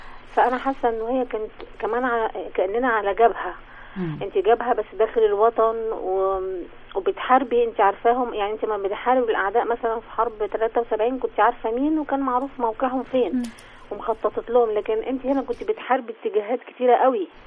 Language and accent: Arabic; Cairo, Cairo Governorate, Egypt; من القاهرة، من مدينة نصر